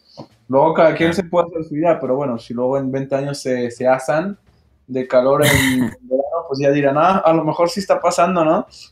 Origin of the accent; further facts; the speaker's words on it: Mâcon, Bourgogne-Franche-Comté, France; que nació en Macón, en mi pueblo natal